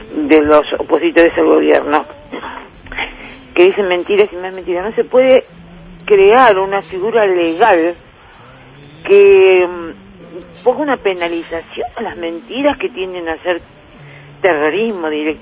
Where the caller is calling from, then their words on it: Luis Guillón, Buenos Aires Province, Argentina; de Luis Guillón.